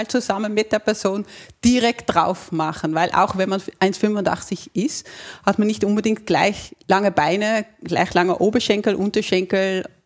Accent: Netherlands; accent: Dutch; German is a second language; moved away as an adult; now in Austria; habe in Holland Ergonomie studiert und ja, lebe seit 20 Jahren in Österreich und deshalb auch noch immer meinen Akzent, meinen holländischen Akzent

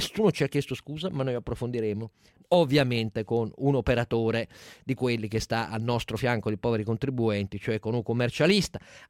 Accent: Turin, Piedmont, Italy; Io sono torinese, il Punta Mess fa parte della mia tradizione

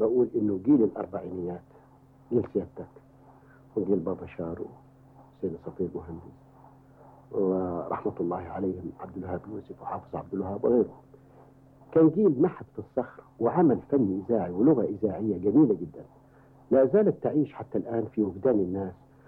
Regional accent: Upper Egypt, Egypt; accent: Sa'idi; في سنة 1951 وأنت تجري لي ثامن وآخر امتحان لكي تتأكدوا من أنني تخلصت من لهجتي الصعيدية

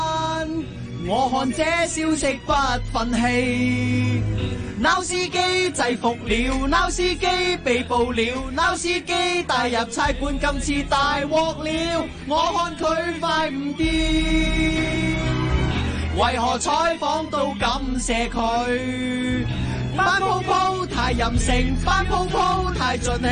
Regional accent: Hong Kong; 即系如果你自己作为啊，我一个香港人

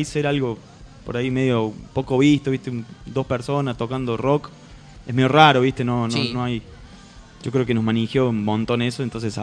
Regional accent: Río Cuarto, Córdoba, Argentina; moved away; nosotros somos Río Cuarto de Córdoba, hace 2 años que estamos acá viviendo.

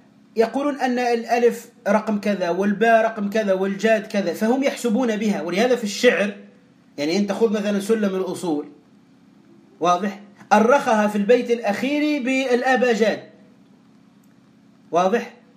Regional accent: Tunisia; كهذا الرجل الذي اشتهر عندنا في تونس وتأتيه الناس بالآلاف

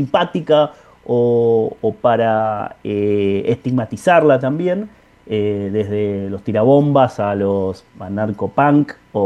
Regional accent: Argentina; nosotros nos hacemos cargo de que somos argentinos del mal

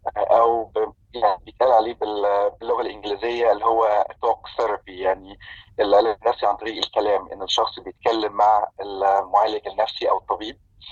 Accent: Egypt; now in Vancouver, Canada; أنا مصري المولد، عشت معظم حياتي في مصر،

